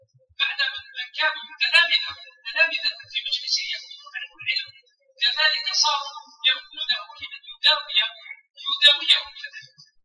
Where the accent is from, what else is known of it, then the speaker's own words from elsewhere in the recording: Algeria; فإن بلدنا الجزائر كان منزلا مرة وضيق في وجه الزمان